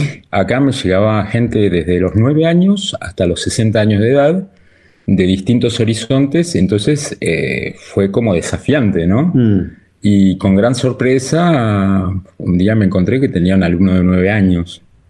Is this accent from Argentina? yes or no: yes; Argentina; born there; also born or lived in Europe; Yo nací en Argentina, en una familia de clase media común y terminé trabajando en lugares que nunca me hubiera imaginado. En Europa, en varios países